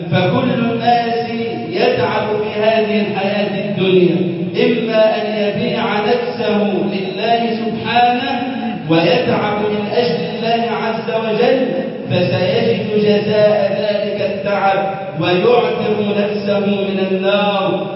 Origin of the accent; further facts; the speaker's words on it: Egypt; بلدنا مصر